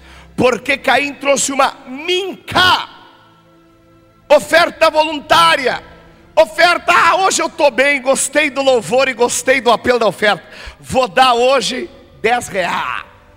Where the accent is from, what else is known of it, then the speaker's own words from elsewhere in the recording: Rio Grande do Sul, Brazil; Eu sou gaúcho e não abro mão disso.